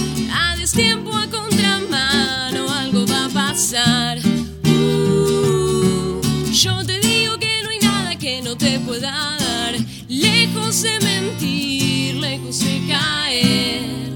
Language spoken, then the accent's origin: Spanish; Viedma, Río Negro, Argentina; Yo soy de Viedma, de Río Negro.